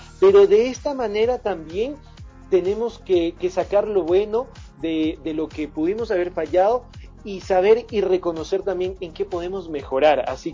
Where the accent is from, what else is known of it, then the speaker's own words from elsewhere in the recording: Ecuador; nosotros somos ecuatorianos y somos un pueblo de guerreros y guerreras, que no nos amilanamos ante nada.